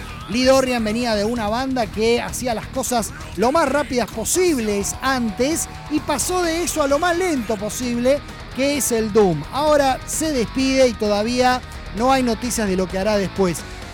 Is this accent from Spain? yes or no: no; Argentina; Es que yo soy de Argentina, bueno, trabajo para una revista, esto, lo otro.